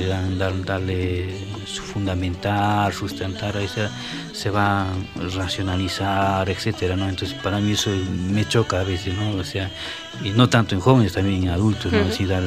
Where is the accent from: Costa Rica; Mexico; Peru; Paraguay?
Peru; Juliaca, Puno; Y la primera guitarra es de mi tierra, de Juliaca.